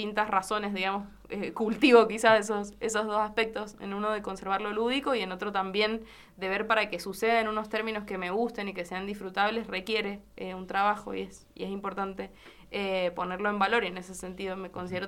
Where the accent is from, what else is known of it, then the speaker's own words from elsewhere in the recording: Tunuyán, Mendoza, Argentina; yo soy de Tunuyán y una manera de insertarme en la música fue tocar lo que hacía falta